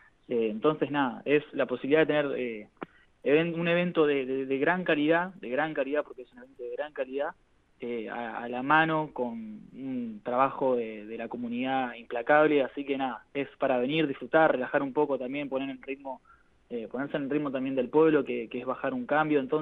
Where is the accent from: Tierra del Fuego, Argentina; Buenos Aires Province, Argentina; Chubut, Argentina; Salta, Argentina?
Buenos Aires Province, Argentina; Bahía Blanca; also born or lived in Tres Lomas; Yo nací en Tres Lomas, un pueblo de la provincia de Buenos Aires, pero bueno, viví toda mi vida en Bahía. Tengo un poco ahí dividido la identidad.